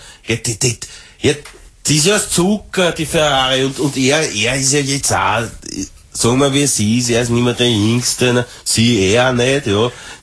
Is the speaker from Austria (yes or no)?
yes; Austria; ich will als Österreicherin, will das an der Spitze von meinem Land